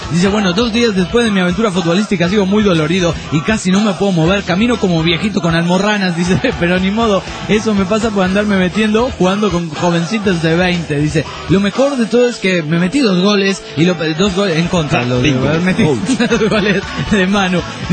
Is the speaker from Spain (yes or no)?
no; Sonora, Mexico; Le comento que yo soy de Sonora